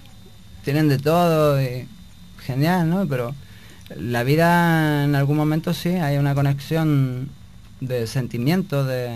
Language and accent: Spanish; Santiago, Santiago Metropolitan Region, Chile; En Chile, en Santiago de Chile. Yo soy de Santiago.